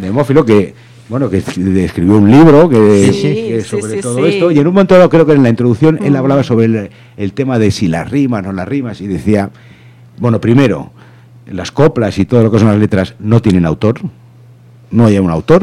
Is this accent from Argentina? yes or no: no; Madrid, Community of Madrid, Spain; el país en el que vivo y conocer una realidad que yo, como burgués castellano y de Madrid, no conocería de otra manera.